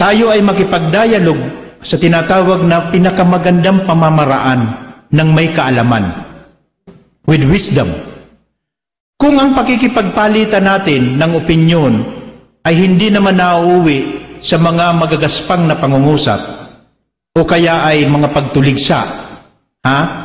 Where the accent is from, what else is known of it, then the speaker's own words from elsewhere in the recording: Bicol Region, Philippines; Taga-Bicol ako.